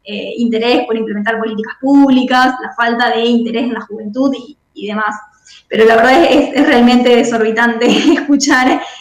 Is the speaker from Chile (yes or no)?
no; Rosario, Santa Fe, Argentina; Yo soy de Rosario, bueno, vivo a un par de cuadras de las islas